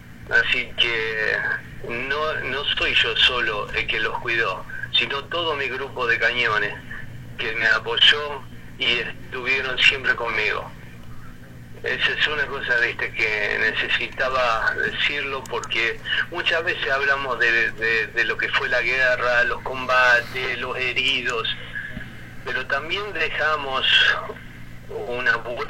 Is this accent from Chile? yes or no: no; Rosario, Santa Fe, Argentina; Sí, seguro que me sacan mano porque soy rosarino, esos porteños.